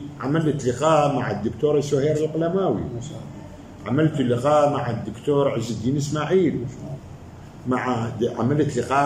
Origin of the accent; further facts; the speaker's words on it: Baghdad, Baghdad Governorate, Iraq; أنا ولدت في بغداد في محلة اسمها القشل في رصافة بغداد. طفولتي كانت مثل حلم جميل، كانت بغداد متكافلة متضامنة مع بعضها.